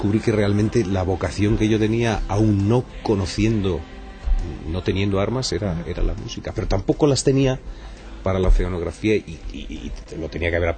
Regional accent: Panama; born there; Nací en Panamá de casualidad, porque en aquella época los aviones tenían unos transbordos que duraban 4 días, 5 días.

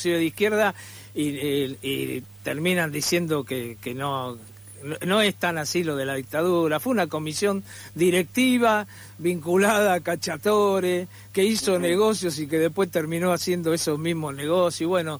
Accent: Buenos Aires, Argentina; los que somos de Boedo, yo soy de Boedo también

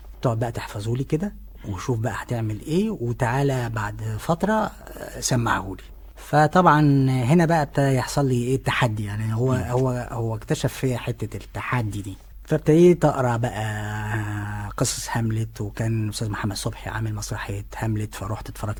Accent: Shubra, Cairo Governorate, Egypt; وخصوصا انا كمان من شبرا

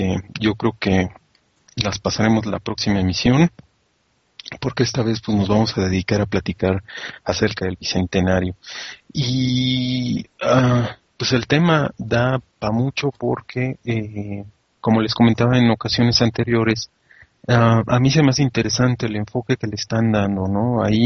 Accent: Mexico; sigo siendo tan mexicano porque nací en este país y punto

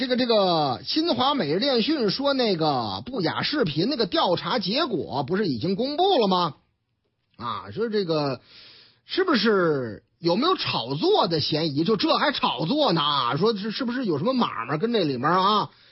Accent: Shijiazhuang, Hebei, China; 打上我老家的主意了，石家庄吗？

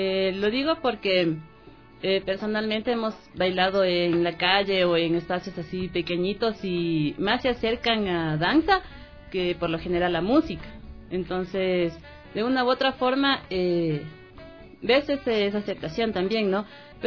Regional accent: Ecuador; Porque no estamos nosotros como ecuatorianos apreciando nuestro arte

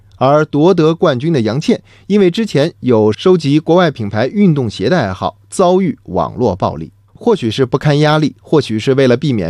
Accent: China; 作为中国人，我们理所当然的为中国健儿的胜利欢呼骄傲

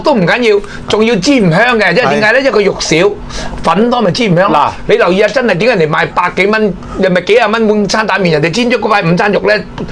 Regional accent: Hong Kong; 嗱，我亦都講俾你聽啊，我哋香港人好多就喂，即係去咗啲租途，成日都計呢條數

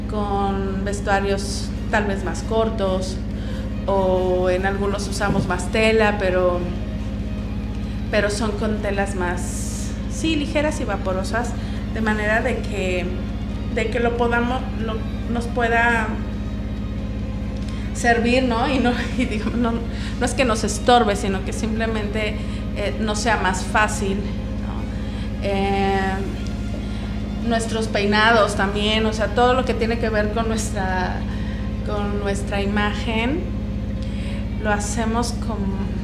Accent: Mexico; la realidad es que todos somos mexicanos, todas somos mexicanas de aquí

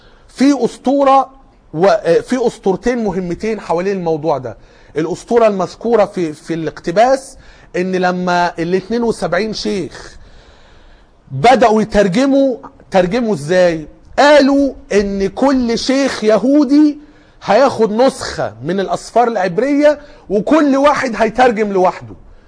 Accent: Egypt; اللي كان موجود في اسكندرية عندنا في مصر وقتها

